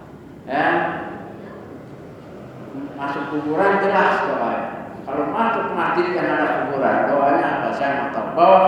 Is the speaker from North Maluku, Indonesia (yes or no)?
no; Jakarta, Indonesia; Saya lahir di Bendungan Hilir, besar di Karetengsin, ngambil dulu dari Tanah Abang.